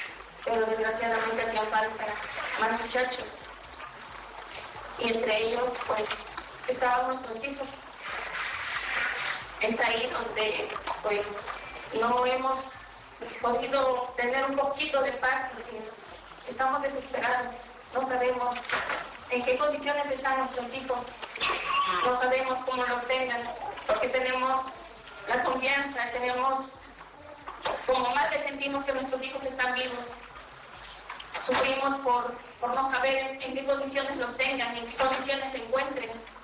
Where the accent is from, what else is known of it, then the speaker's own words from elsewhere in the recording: Mexico; Nosotros como mexicanos ya no estamos dispuestos a continuar con esto